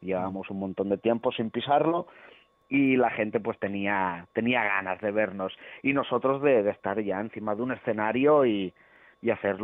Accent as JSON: {"language": "Spanish", "town": "Lleida", "region": "Catalonia", "country": "Spain", "said": "somos de Lleida y estamos dispuestos a ir a tocar a donde sea."}